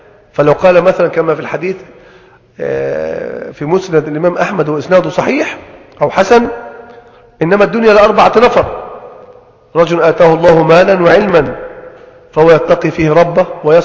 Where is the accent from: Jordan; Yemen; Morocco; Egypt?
Egypt; يعني عندنا في مصر هنا مثلا ثمرة الطماطم دائما ممكن تأتي في اوقات تنعدم.